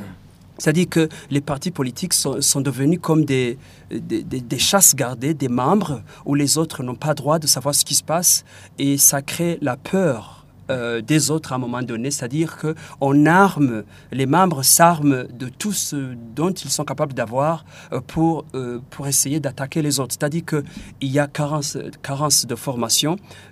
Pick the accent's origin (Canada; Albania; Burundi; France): Burundi; les partis politiques chez nous au Burundi sont devenus des machines pour conquérir le pouvoir.